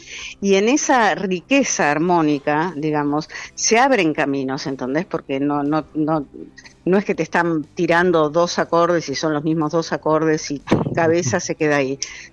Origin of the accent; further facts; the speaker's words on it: Argentina; Por eso soy argentina